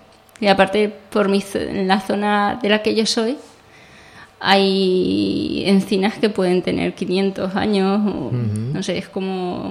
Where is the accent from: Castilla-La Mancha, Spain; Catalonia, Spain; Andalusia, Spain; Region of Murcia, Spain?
Castilla-La Mancha, Spain; Pues mi árbol, como buena manchega... Es la encina.